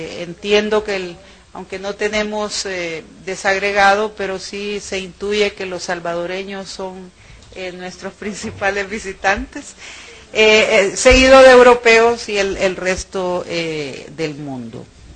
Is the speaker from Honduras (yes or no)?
yes; Honduras; en Centroamérica somos los segundos en turismo